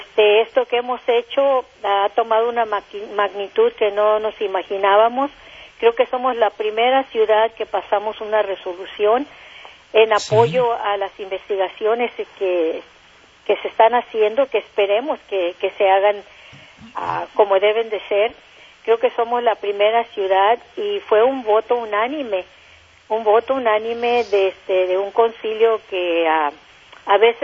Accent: Mexico; now in Pomona, United States; Yo soy nacida y criada en México

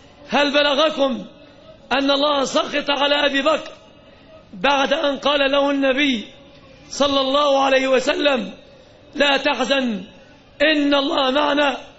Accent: Egypt; لم نكن نتوقع يوما أن تطأ أقدامهم النجسة بلادنا مصر

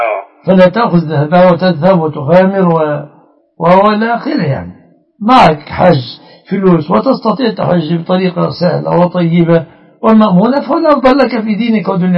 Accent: Egypt; بلادنا مصر

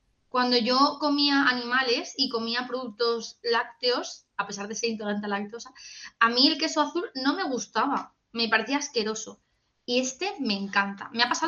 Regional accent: Madrid, Community of Madrid, Spain; Yo decía, yo soy de Madrid, entendedme. Yo soy de Madrid.

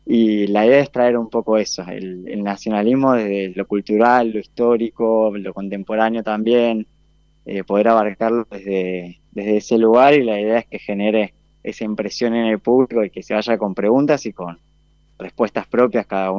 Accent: Buenos Aires, Argentina; moved away as an adult; now in Mendoza, Argentina; soy de Buenos Aires, yo vengo de allá, y hace 3 años que vivo en Mendoza

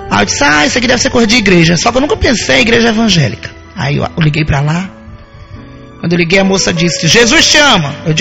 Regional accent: Bahia, Brazil; minha filha, eu sou baiana do Brasil.

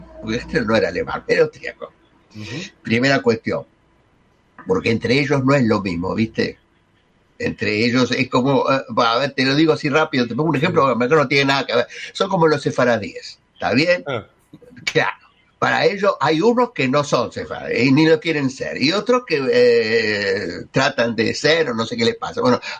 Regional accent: Argentina; acordate, somos los argentinos, somos derechos y humanos

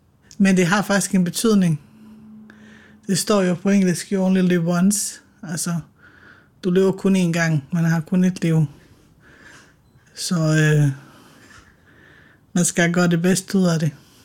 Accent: Bosnia & Herzegovina; now in Denmark; Det er jo mit hjemland, og jeg har jo haft min barndom i Bosnien

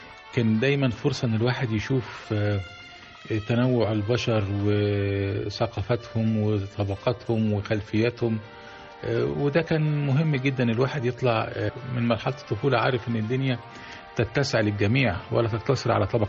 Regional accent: Damietta Governorate, Egypt; born there; كان أحب الأماكن لقلبي هي المصيف القابع بجوار مدينتي اللي ولدت فيها، المصيف رأس البر.

